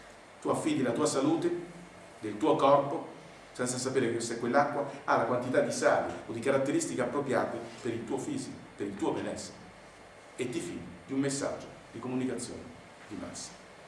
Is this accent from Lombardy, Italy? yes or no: yes; Milan, Lombardy, Italy; Io vengo da Milano, dove praticamente risorgeva tutta l'acqua, zampilla, nelle varie parti della città, zona San Siro.